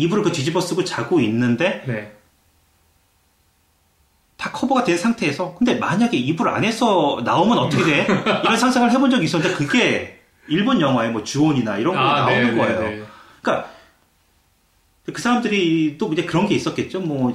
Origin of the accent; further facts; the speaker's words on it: South Korea; 전 80년대 어린 시절을 한국에서 보냈는데